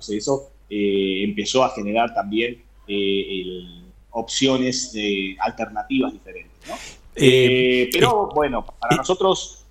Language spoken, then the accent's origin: Spanish; Argentina; siempre la frase cuando decía soy de Argentina